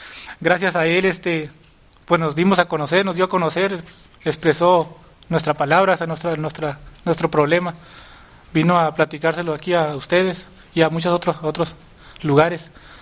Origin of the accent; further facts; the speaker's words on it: San José de la Zorra, Baja California, Mexico; pues vengo desde San José de la Zorra a explicarles lo que es el problema de mi comunidad.